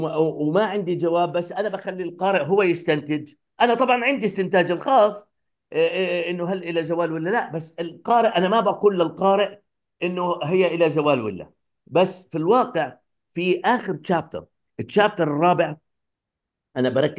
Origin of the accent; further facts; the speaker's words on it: Palestine; يعني انا قد يكون انا كفلسطيني